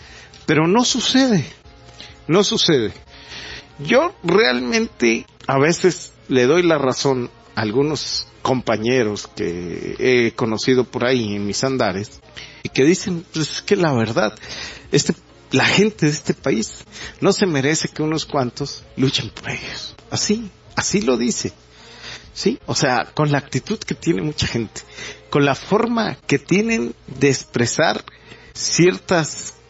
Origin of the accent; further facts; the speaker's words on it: Mexico; Y pues esto nos hace preguntarnos como mexicanos, pues, ¿qué está sucediendo?